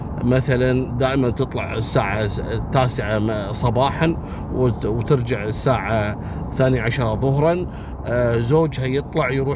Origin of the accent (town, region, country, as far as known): Kuwait